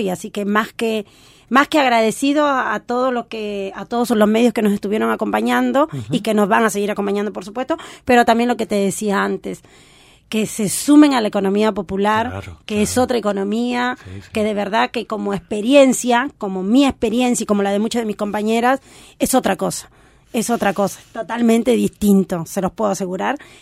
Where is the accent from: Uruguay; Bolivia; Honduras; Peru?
Peru; como mujer, como peruana, como migrante, me da un orgullo